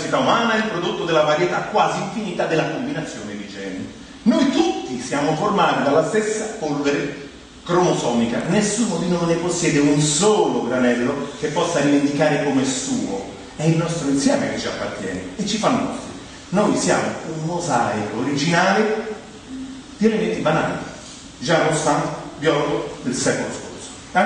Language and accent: Italian; Rome, Lazio, Italy; Non capisco, sono romano, che dove vai?